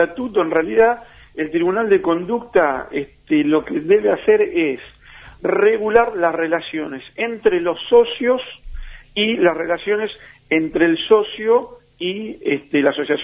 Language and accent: Spanish; Quilmes, Buenos Aires Province, Argentina; Yo soy de Quilmes.